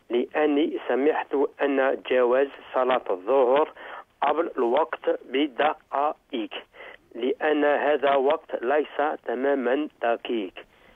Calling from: France; Arabic is a second language; هنا في فرنسا برد شديد في الشتاء

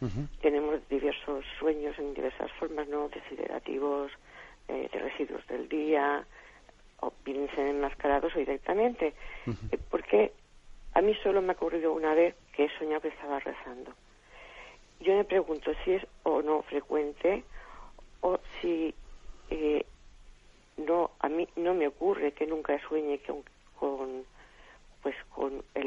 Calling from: Alicante, Valencian Community, Spain; de Alicante.

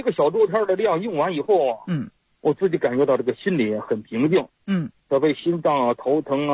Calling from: Qiqihar, Heilongjiang, China; 我齐齐哈尔农村的啊。

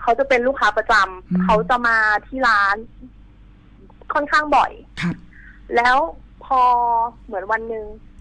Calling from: Pathum Thani, Thailand

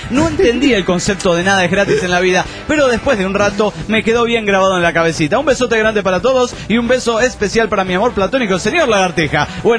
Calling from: Trelew, Chubut, Argentina; de Trelew, Chubut, Argentina.

